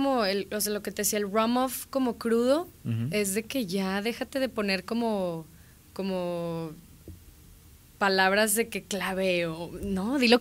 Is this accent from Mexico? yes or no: yes; Mexico; yo soy mexicana